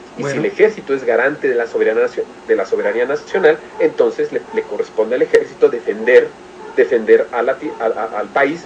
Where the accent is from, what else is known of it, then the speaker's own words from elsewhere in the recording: Mexico; Pero lo que sí puede pasar es que nosotros como mexicanos defendamos el petróleo.